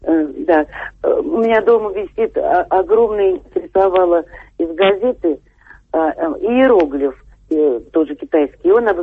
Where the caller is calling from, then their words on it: Moscow, Russia; из Москвы.